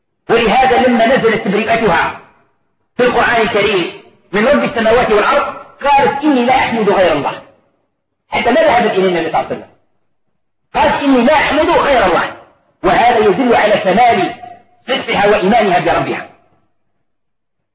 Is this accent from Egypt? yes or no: no; Algeria; طبق معروف عندنا في الجزائر وفي غير الجزائر